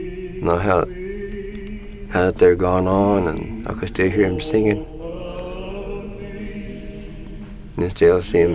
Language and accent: English; Jay, Oklahoma, United States; I was born and raised in Jay, Oklahoma, in a two-room house. There was seven children and with our parents. And we didn't have no running water or any electricity.